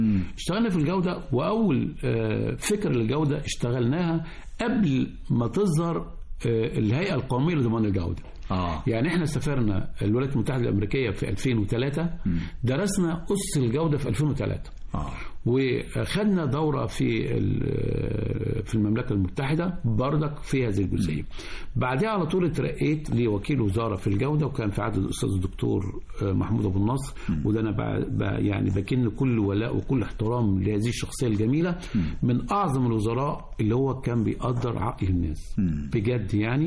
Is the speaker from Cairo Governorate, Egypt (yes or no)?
yes; El Marg, Cairo Governorate, Egypt; حي المرج اللي انا مقيم فيه. لان انا من مواليد حي المرج، وباقني بالولاء لهذا المكان اللي اتولدت فيه، ومش قادر اخرج من المرج طبيعي يعني. لان حياتي في المرج النهارده بقى لي 63 سنه في المرج.